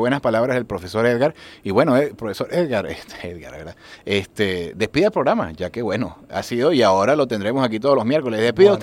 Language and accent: Spanish; Táchira, Venezuela; yo soy andino, yo soy de Táchira